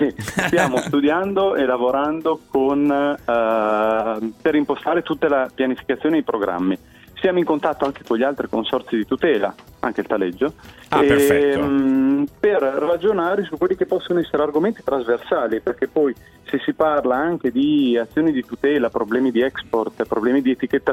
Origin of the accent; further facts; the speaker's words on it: Parma, Emilia-Romagna, Italy; No, sono di Parma.